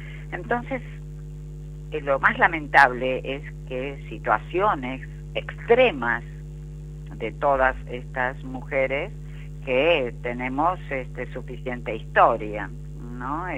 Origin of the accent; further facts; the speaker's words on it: Argentina; Específicamente en nuestro país, Argentina, en mi país, Argentina, donde mantenemos esta red de mujeres libres de violencia, y justamente desde Buenos Aires, en la ciudad de San Martín